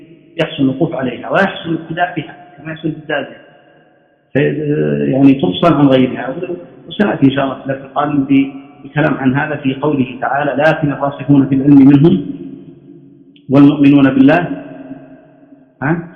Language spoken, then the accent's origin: Arabic; Najd, Saudi Arabia; وهذا عادة كانت عندنا في نجد ما زالت